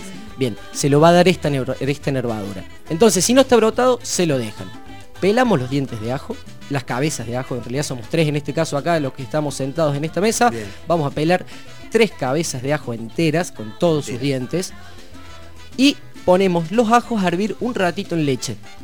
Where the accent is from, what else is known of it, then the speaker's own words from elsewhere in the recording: Córdoba, Argentina; de donde yo vengo, de la santa provincia de Córdoba, la República Independentista de Córdoba, se acostumbra mucho a consumir baña cauda